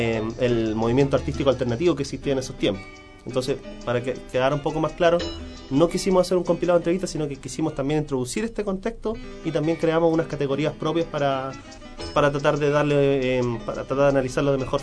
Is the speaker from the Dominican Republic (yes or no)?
no; San Miguel, Santiago Metropolitan, Chile; Nacido y criado en San Miguel.